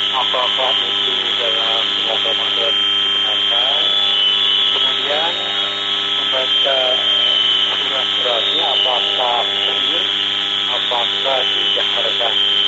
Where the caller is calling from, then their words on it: Cimahi, West Java, Indonesia; Saya dari Cimahi